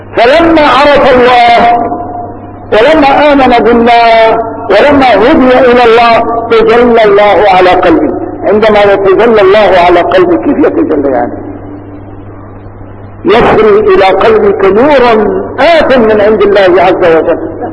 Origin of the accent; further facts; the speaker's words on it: Damascus, Damascus Governorate, Syria; عدت إلى بلدي دمشق مثل هذا اليوم تقريبا